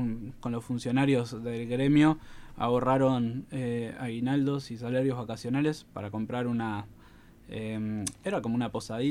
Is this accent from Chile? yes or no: no; Costa Azul, Canelones, Uruguay; Habla un poco sobre mi infancia en Costa Azul, balneario de Canelones.